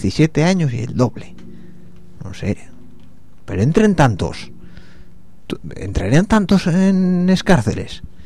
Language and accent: Spanish; Spain; está claro que los mayores del mundo somos los españoles